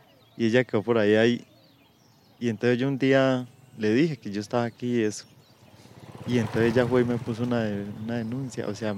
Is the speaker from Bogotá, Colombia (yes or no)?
no; Caquetá, Colombia; also born or lived in Tolima; yo me siento caqueteño en donde vaya. A pesar de que yo no fui nacido en el Caquetá, yo nací por ahí en el Tolima. Pues eso es lo que dicen mis papás, que yo estaba de brazos cuando ellos se fueron para el Caquetá.